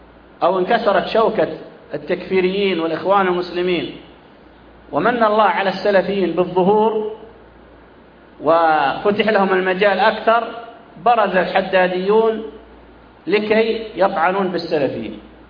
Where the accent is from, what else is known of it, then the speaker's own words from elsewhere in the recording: Saudi Arabia; ثم حصلت تفجيرات عندنا في السعودية كثيرة